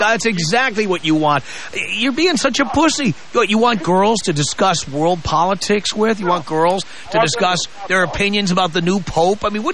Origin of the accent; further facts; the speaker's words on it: New York City, New York, United States; I grew up in New York City.